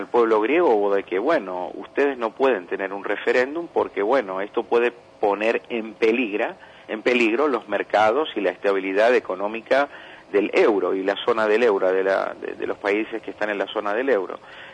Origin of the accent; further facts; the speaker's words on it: Argentina; born there; also born or lived in Greece; yo nací en Argentina y después volví a Grecia.